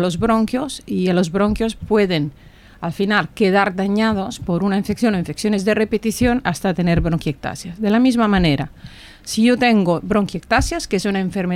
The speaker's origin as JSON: {"language": "Spanish", "region": "Campania", "country": "Italy", "also_born_or_lived": "Tuscany", "second_language": "Spanish", "said": "yo soy italiana, me estudié cerca de mi ciudad, estudié en Nápoles, luego me fui a especializar en la Toscana, en Pisa"}